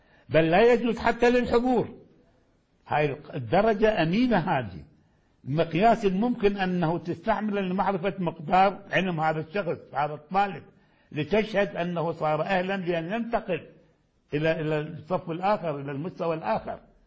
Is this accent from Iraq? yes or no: yes; Iraq; أخلي مادة السلوك كما كان عندنا في العراق